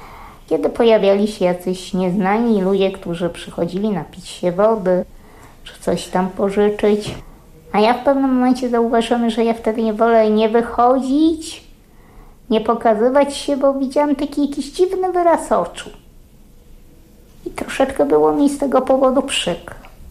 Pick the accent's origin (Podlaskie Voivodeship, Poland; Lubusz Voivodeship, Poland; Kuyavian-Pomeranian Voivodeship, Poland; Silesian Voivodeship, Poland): Podlaskie Voivodeship, Poland; Urodziłam się, wychowałam na wsi, kilkadziesiąt kilometrów od Łomży. W takim miejscu, gdzie diabeł mówi dobranoc.